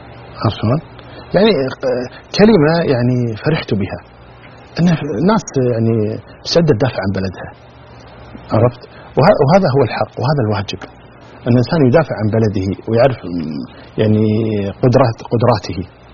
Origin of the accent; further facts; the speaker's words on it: Kuwait; أولا نقول كلمة عندنا في الكويت نقولها، فك نفسك.